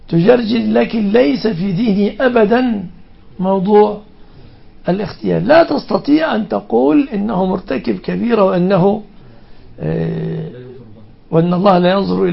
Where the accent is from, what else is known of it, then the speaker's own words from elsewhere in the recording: Egypt; وفي بلادنا مصر على أثرهم تهرع